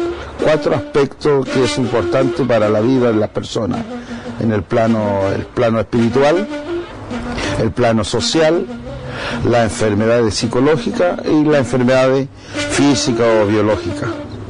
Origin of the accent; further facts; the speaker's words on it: Los Pichenco, Araucanía, Chile; vengo del Los Pichenco, que queda cerca de Carahue, por el lado de Ngulumapu.